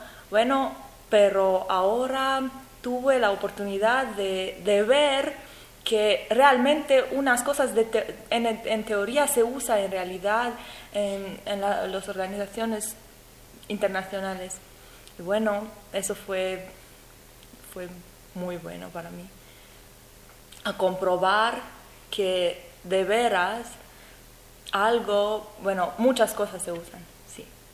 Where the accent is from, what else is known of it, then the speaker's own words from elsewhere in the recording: Romania; Spanish is a second language; Yo vengo de Rumanía. Yo estudié traducción e interpretación en Rumanía también.